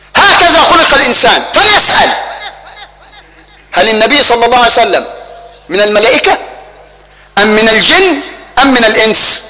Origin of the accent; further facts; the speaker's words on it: Egypt; بل وصل الأمر حتى لا نبتعد ويطول بنا الأمر إلى بلدنا مصر